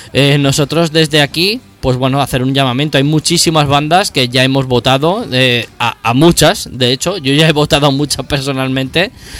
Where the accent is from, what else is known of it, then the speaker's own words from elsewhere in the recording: Ciempozuelos, Community of Madrid, Spain; también es de mi pueblo, de Cienpozuelos